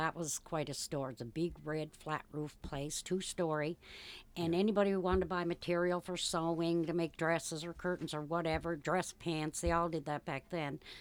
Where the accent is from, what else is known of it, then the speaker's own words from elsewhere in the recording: Balls Creek, Nova Scotia, Canada; born and brought up in Balls Creek.